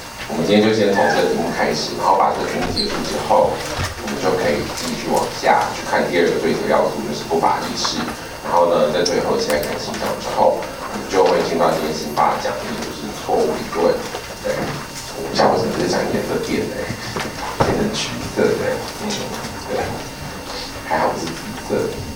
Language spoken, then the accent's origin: Chinese; Taiwan; 不管我们台湾人的协议酒精浓度的承受能力是比德国人高还是低都不管